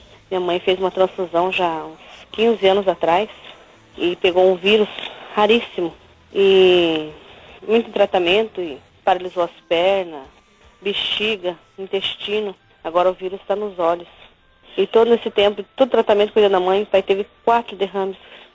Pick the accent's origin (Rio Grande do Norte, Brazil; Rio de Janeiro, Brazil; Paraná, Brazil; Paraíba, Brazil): Paraná, Brazil; Foz do Iguaçu; sou da cidade de Foz do Iguaçu, Paraná.